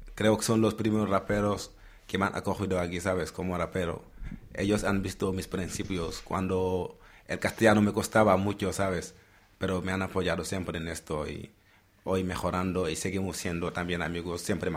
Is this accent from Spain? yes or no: no; Senegal; Spanish is a second language; moved away; yo empezaba a rapear en mi país, en el barrio que vivo, en Parcial Aseni, que es un sitio de rap en Senegal.